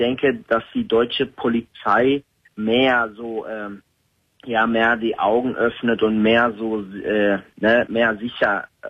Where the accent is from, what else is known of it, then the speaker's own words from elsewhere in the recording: Turkey; Nein, ich war noch nie als Türke in Istanbul.